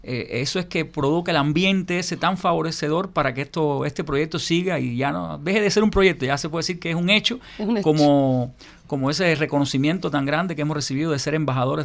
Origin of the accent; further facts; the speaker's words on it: Cuba; en nombre del pueblo cubano también como cubanos.